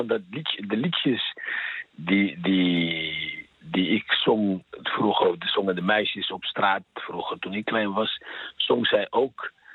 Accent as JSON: {"language": "Dutch", "country": "Algeria", "first_language": "French", "second_language": "Dutch", "lives_now": "Netherlands", "said": "En ik spreek ook Frans. Ik ben Algerijn van oorsprong, dus ik sprak Frans. Dat was mijn moedertaal ook."}